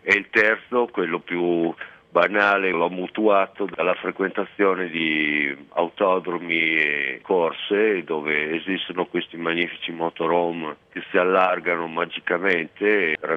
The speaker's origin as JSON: {"language": "Italian", "town": "Ravenna", "region": "Emilia-Romagna", "country": "Italy", "tie": "born or raised there", "said": "io sono originario di Ravenna"}